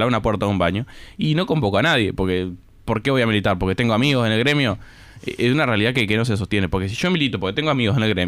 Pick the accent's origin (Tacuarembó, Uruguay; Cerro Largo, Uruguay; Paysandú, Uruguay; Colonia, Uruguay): Cerro Largo, Uruguay; Río Branco; soy un estudiante de Río Branco